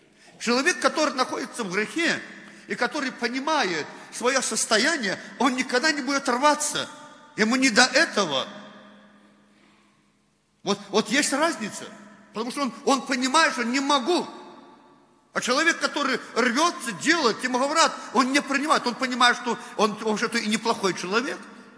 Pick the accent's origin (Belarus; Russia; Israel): Belarus; Ну, знаете, уже так вот привыкли мы, белорусы, коверкать русский язык.